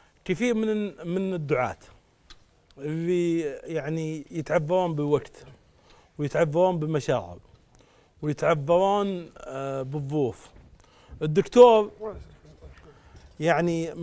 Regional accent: Saudi Arabia; من السعوديه

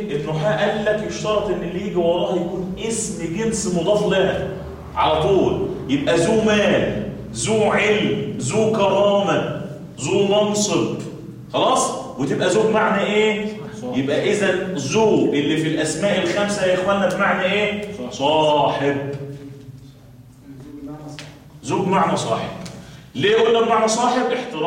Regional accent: Kafr El Sheikh Governorate, Egypt; احنا عندنا في كفر الشيخ اقول لكم افشكوا سر عندنا

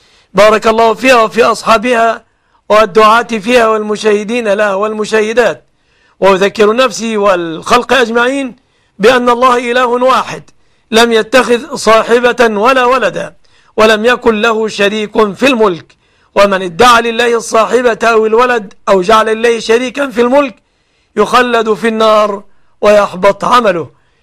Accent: Egypt; أسأل الله أن يحفظ بلادنا مصر آمنة مطمئنة من كل مكروه ومن كل سوء

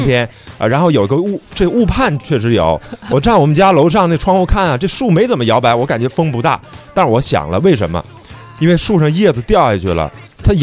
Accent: China; 你看我们中国人智慧靠谱啊

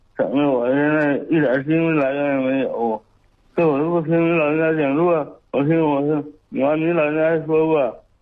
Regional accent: Kaiyuan, Liaoning, China; 铁岭开源。

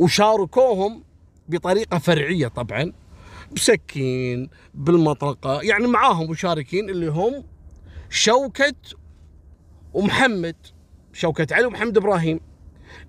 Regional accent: Kuwait; احنا عندنا في الكويت أول كانوا يحطون، أنا ملحقت عليهم، يحطون كشك صغير ويكون فيه رجل أمن

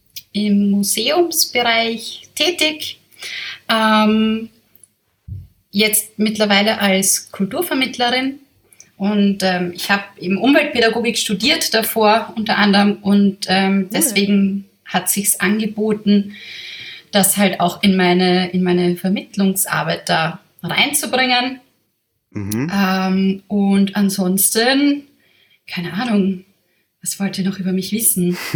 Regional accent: Vienna, Austria; Okay, also ich bin Wienerin. Ich bin von hier.

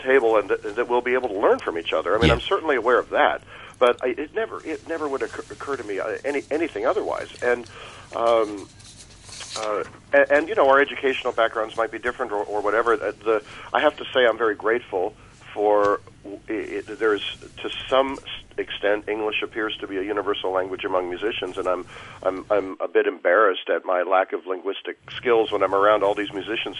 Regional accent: Canada; now in Houston, United States; So I'm a Canadian living in Houston.

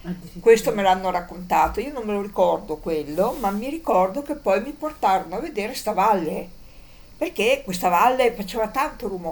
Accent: Valdagno, Veneto, Italy; born there; quando sono nata stavo a Valdagno, in questa casa dove i miei abitavano

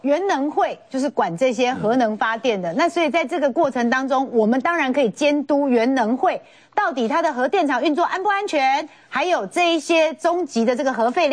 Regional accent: New Taipei, Taiwan; 我们新北人听到了，就是觉得哦

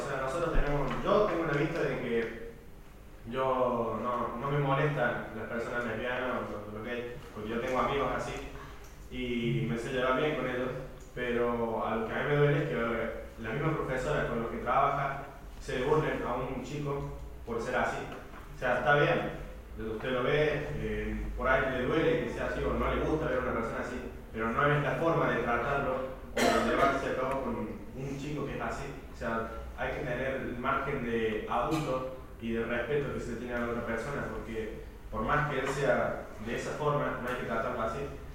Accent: France; Yo soy de la República de Francia.

